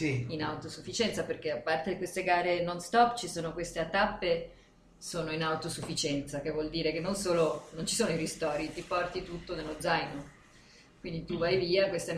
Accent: Veneto, Italy; Io sono adottata toscana da 25 anni.

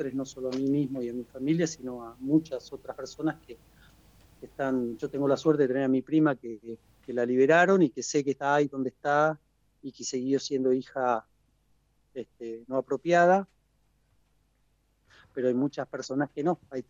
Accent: Tucumán, Argentina; que se crió en parte con nosotros en Tucumán, yo soy de Tucumán, como Susi.

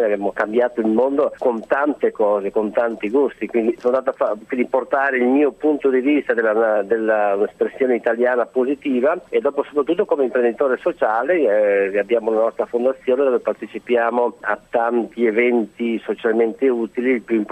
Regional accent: Bruggine, Veneto, Italy; io sono nato in un paese semplice, a Bruggine, in provincia di Padova, nord-est, quindi un piccolo paese rurale. Mia famiglia aveva una fattoria, anche una bella fattoria

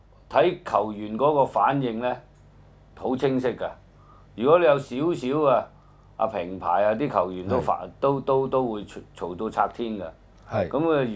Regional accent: China; 其實有時我哋身為中國人，我哋有時都有啲即係感慨嘅

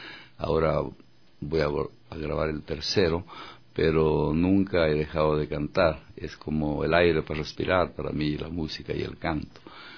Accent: Cariamanga, Loja, Ecuador; born there; Yo nací en Cariamanga, pueblo perdido en las montañas del sur del Ecuador, sin luz eléctrica, sin agua potable, sin carreteras, solo caminos y senderos por donde sus habitantes transitaban a pie o a lomo de mula. Ahí nací el 5 de junio de 1942

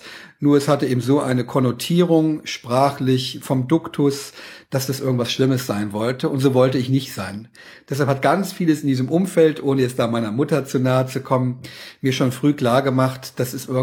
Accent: Saarland, Germany; Und ich stamme aus dem Saarland, bin mit Leib und Seele Saarländer

